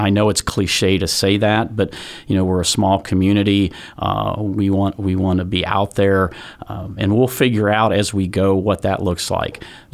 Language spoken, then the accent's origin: English; Anderson, Indiana, United States; Born and raised in Anderson.